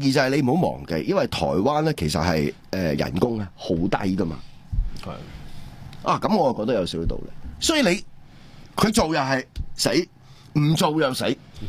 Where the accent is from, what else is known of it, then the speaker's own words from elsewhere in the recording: Hong Kong; 對我哋香港人嚟講